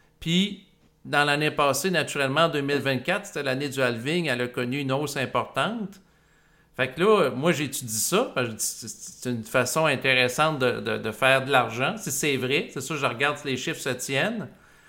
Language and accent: French; Quebec, Canada; en tant que Québécois